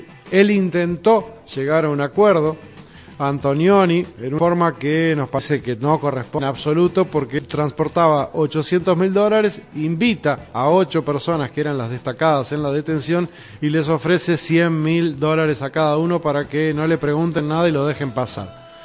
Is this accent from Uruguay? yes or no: yes; Uruguay; en este constante acoso que estamos siendo víctimas los uruguayos de la República Argentina